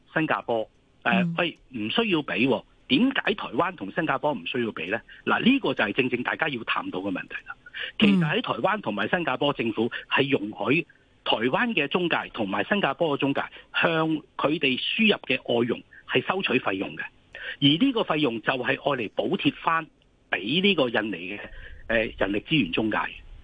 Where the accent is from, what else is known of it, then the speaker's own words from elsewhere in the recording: Hong Kong; 作为我自己作为一个香港人